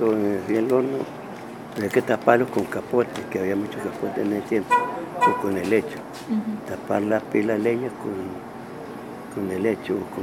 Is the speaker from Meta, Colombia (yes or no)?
no; Medellín, Antioquia, Colombia; Yo nací en Santa Elena, en el municipio de Medellín, en el año 1937. Soy criado aquí con mucho orgullo, mis padres fueron personas humildes